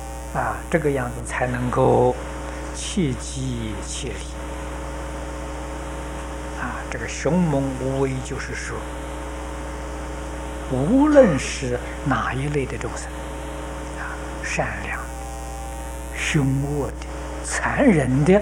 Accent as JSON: {"language": "Chinese", "country": "China", "said": "我们中国人称为完人啊"}